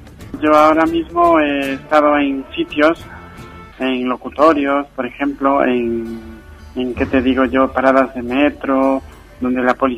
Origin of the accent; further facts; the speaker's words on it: Ecuador; born there; yo nací en Ecuador